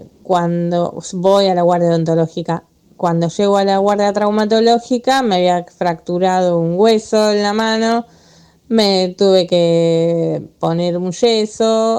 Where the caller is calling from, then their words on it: Lanús, Buenos Aires Province, Argentina; de Lanús.